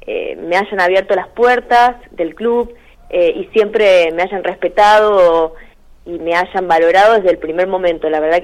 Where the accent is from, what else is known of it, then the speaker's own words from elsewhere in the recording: Eduardo Castex, La Pampa, Argentina; now in Córdoba, Argentina; yo soy de Eduardo Castex y bueno, hace varios años que estoy acá en Córdoba porque me vine a estudiar